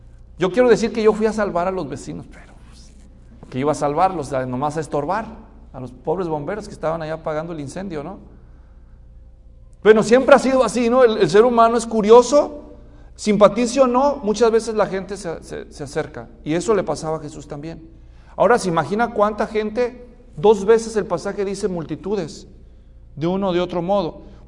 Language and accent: Spanish; Mexico; En México, yo soy mexicano, en México los que son de la capital